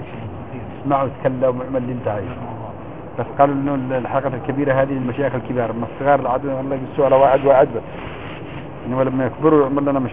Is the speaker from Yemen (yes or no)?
yes; Yemen; عندنا في اليمن